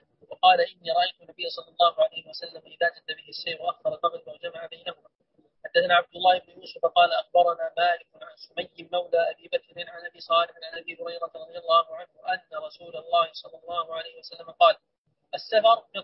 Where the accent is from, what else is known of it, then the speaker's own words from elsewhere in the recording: Sudan; يقولون عندنا في السودان ضامن 5 و10